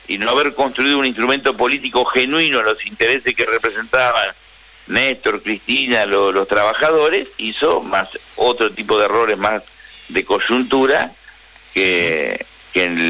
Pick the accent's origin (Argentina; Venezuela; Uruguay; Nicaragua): Argentina; Río Negro; Yo soy de Río Negro.